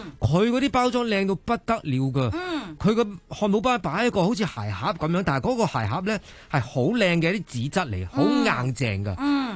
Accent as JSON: {"language": "Cantonese", "country": "Hong Kong"}